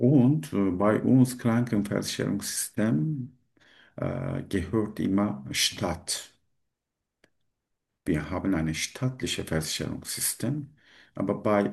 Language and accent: German; Turkey; German is a second language; now in Germany; Ich komme aus der Türkei. Seit 3 Jahren ich bin in Deutschland.